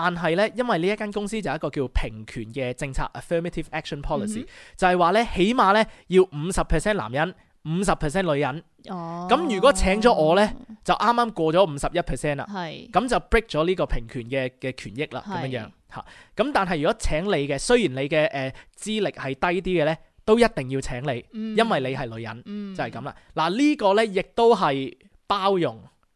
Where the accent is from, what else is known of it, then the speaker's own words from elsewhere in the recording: China; 咪因为净系我中国人先？